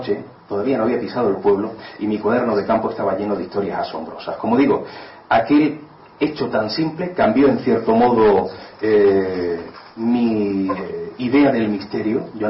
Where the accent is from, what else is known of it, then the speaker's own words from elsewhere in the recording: Málaga, Andalusia, Spain; yo soy malagueño